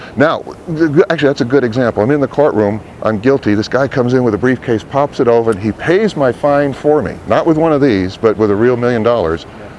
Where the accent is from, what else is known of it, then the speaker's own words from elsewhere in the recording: Massachusetts, United States; Which, by the way, I'm from Massachusetts. Red Sox gets two.